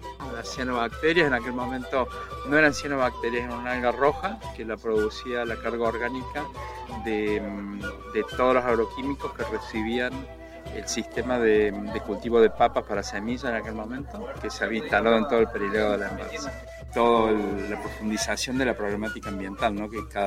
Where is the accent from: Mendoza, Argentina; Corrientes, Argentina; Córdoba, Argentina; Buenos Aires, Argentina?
Córdoba, Argentina; Villa General Belgrano; Yo soy de Villa General Belgrano